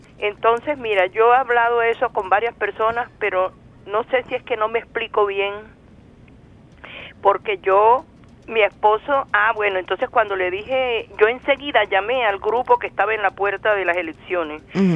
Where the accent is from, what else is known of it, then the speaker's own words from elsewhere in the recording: Colombia; Colombia se dejó vencer y te lo digo que soy colombiana.